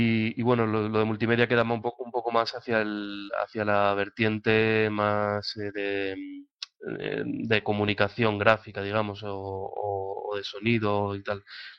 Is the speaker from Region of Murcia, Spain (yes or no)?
no; Valencia, Valencian Community, Spain; que es un nombre incluso más raro que el de … todavía, pero bueno, soy de Valencia y nada, pues aquí en Valencia ayudo un poco a coordinar